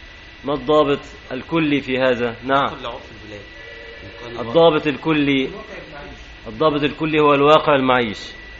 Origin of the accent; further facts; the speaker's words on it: Egypt; أنا مصري مسلم مثلك،